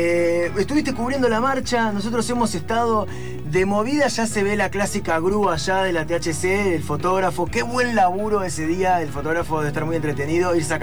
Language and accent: Spanish; Concepción del Uruguay, Entre Ríos, Argentina; born there; also born or lived in Buenos Aires; Concepción del Uruguay.